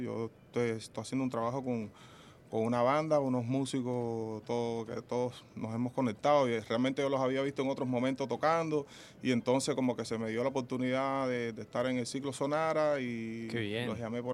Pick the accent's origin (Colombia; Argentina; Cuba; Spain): Cuba; now in Venezuela; yo soy de Cuba, pero estoy aquí en Venezuela también y nada